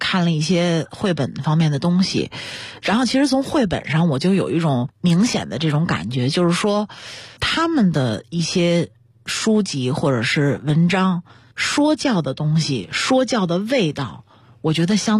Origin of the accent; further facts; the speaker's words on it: China; 我觉得就是我们中国人说的读万卷书行万里路真的特别重要